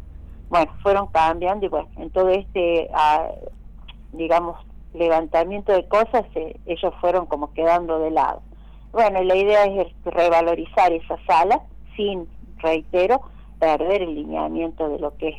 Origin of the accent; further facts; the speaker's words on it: Buenos Aires, Argentina; now in La Dormida, Argentina; No soy de La Dormida, no soy nacida ni criada acá. Mis raíces son de Buenos Aires, claro.